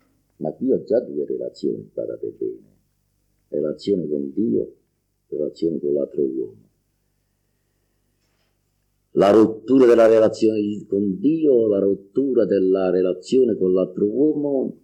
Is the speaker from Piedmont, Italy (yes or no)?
no; Campania, Italy; e io che sono campano, ho vissuto tutte le esperienze del culturismo campano